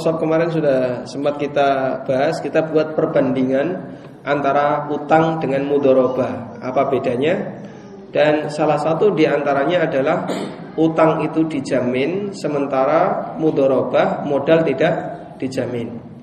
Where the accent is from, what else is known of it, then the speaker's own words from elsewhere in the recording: Yogyakarta, Special Region of Yogyakarta, Indonesia; Paling jauh saya dari Jogja ya.